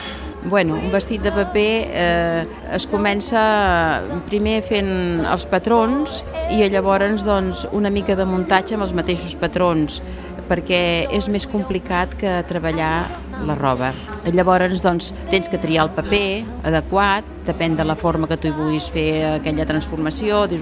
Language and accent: Catalan; Cerdanyola, Catalonia, Spain; tinc 57 anys. He nascut aquí a Cerdanyola i també he viscut a Cerdanyola. He nascut aquí a Cerdanyola, al carrer Sant Ramon, a casa dels meus avis.